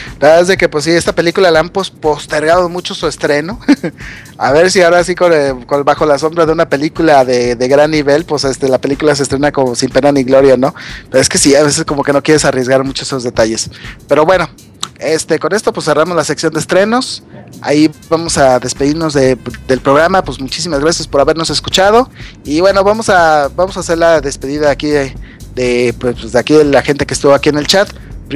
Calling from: Morelia, Michoacán, Mexico; Soy de Morelia

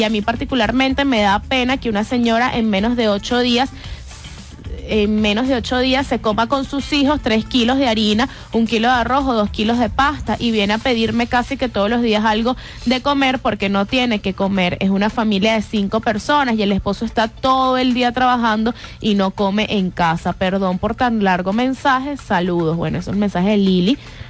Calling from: Valencia, Carabobo, Venezuela; hola, muy buenos días, soy de Valencia

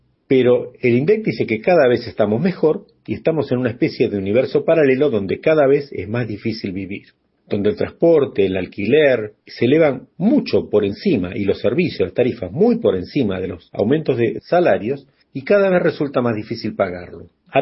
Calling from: Buenos Aires, Argentina; desde Buenos Aires, Argentina. Quiero comentarles que acá, en mi país, en el año 2014 y 2015

